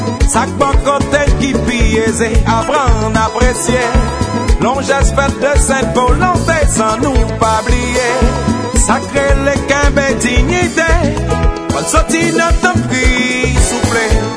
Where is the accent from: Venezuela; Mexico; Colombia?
Venezuela; Venezuela.